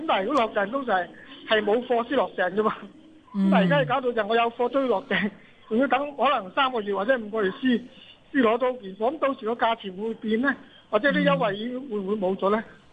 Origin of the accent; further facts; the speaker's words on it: Hong Kong; 但問題我哋香港人未習慣呢樣嘢嘛